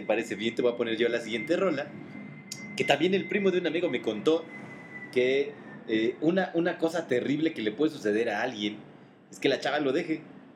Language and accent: Spanish; Mexico; somos celosos los mexicanos, es de nuestra música.